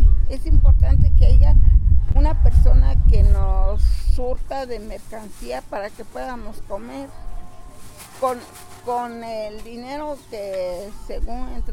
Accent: San Bernardino Tlaxcalancingo, Puebla, Mexico; Soy de San Bernardino, Tlaxcalancingo.

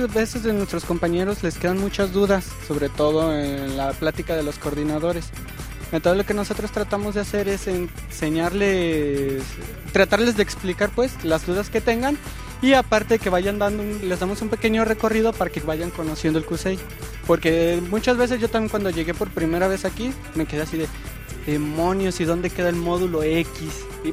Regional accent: Tlaquepaque, Jalisco, Mexico; No, yo soy de aquí de Guadalajara, Tlaquepaque.

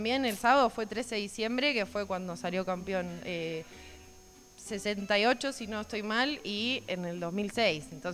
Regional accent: Merlo, Buenos Aires Province, Argentina; Nunca fui a la cancha, ponele. Soy muy acá de Merlo.

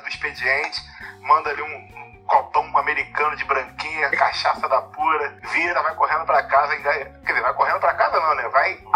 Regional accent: Duque de Caxias, Rio de Janeiro, Brazil; Primeiro eu vou fortalecer aqui minha região aqui. Eu sou

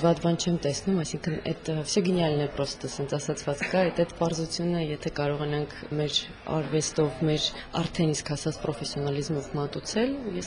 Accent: Yerevan, Armenia; ապրում եմ Հայաստանում, ծնվել եմ Հայաստանում, Երևանում եւ մեծացել եմ եւ որոշել եմ, որ այնտեղ պետք է շարունակվեմ։

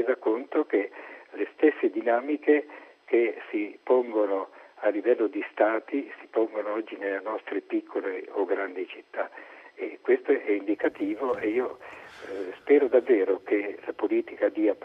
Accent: Marche, Italy; also born or lived in Rome; io sono marchigiano di origine, sono vissuto più di 30 anni a Roma, ho fatto il parroco a Roma

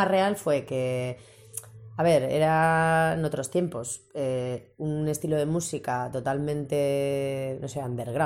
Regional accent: Getxo, Basque Country, Spain; Claro, yo también soy de Guecho.

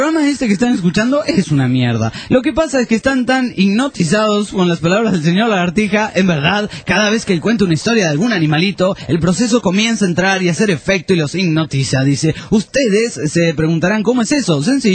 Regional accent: Viña del Mar, Valparaíso, Chile; Soy chileno de Viña del Mar.

